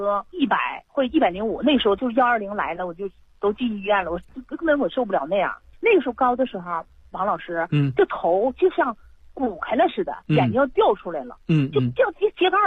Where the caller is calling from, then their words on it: Harbin, Heilongjiang, China; 我家是哈市的。